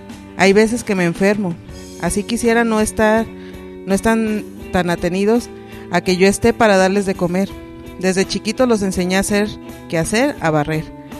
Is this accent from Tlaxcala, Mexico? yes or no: no; Omeapa, Guerrero, Mexico; Soy de Omeapa Guerrero, madre de 7 hijos.